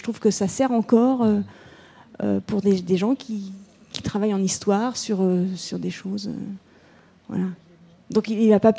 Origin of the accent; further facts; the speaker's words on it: Plozévet, Brittany, France; je lui dis que je suis de Plozévette